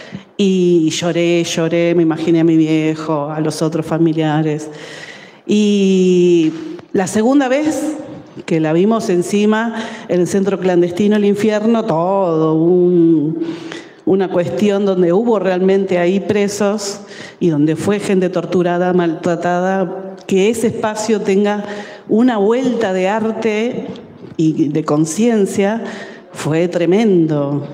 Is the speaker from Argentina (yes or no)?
yes; Lanús, Buenos Aires Province, Argentina; como yo soy de Lanús y la obra se daba en Devoto